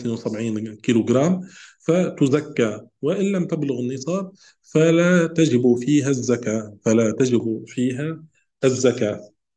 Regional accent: Tunisia; يعني عندنا في تونس نقول هو الجلجلان.

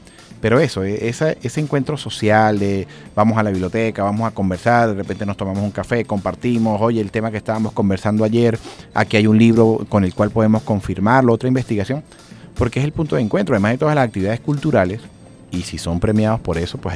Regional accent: Andes, Venezuela; yo como foráneo de la ciudad de Caracas, yo soy de los Andes y efectivamente pues mi color de piel no refleja igual que el de acá, pero igual somos venezolanos, igual tenemos una mezcla, igual tenemos las mismas raíces

